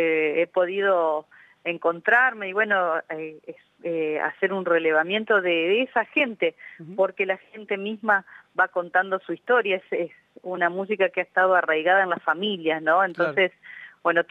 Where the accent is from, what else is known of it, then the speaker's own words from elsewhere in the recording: Entre Ríos, Argentina; also born or lived in Campana; Entrerriana, nacida en Campana, sí.